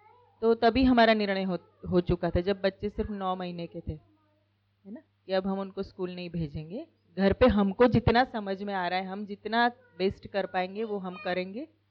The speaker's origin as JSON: {"language": "Hindi", "town": "Ahmedabad", "region": "Gujarat", "country": "India", "lives_now": "Indore, India", "said": "हम अहमदाबाद से आए हैं और 2014 में हम यहाँ पहली बार आए थे।"}